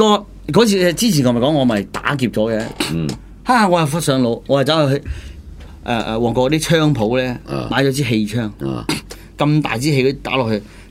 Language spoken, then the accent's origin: Cantonese; Hunan, China; 那個關長係湖南人嚟嘅、我哋湖南人嚟嘅